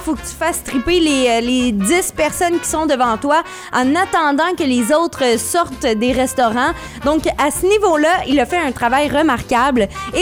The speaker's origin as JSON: {"language": "French", "town": "Rouyn-Noranda", "region": "Quebec", "country": "Canada", "lives_now": "Montreal, Canada", "said": "on vient de Rouyn-Noranda, mais on a déménagé à Montréal"}